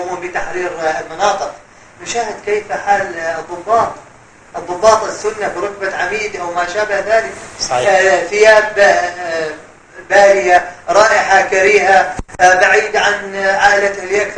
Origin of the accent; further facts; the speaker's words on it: Syria; نحن من أبناء سوريا